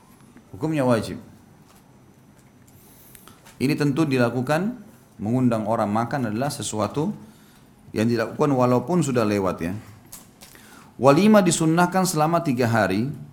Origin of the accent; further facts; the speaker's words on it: Makassar, South Sulawesi, Indonesia; Saya orang Makassar.